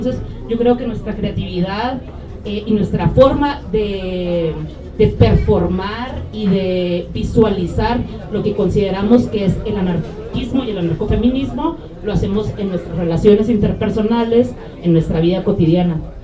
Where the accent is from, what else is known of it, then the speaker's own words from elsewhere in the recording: Tijuana, Baja California, Mexico; Yo, por ejemplo, soy de Tijuana, Baja California, ¿no? Entonces yo hablo de mi perspectiva, de mi experiencia como una mujer de la frontera